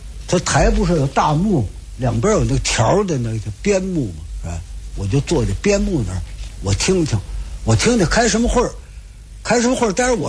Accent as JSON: {"language": "Chinese", "region": "Beijing", "country": "China", "moved": "yes", "lives_now": "Tianjin, China", "said": "我在天津这儿50多年了啊，我从北京来天津50多年了，"}